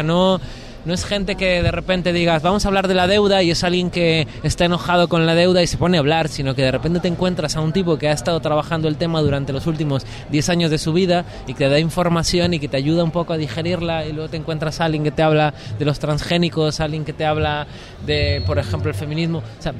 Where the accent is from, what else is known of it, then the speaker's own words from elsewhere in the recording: Mexico; yo que vengo de México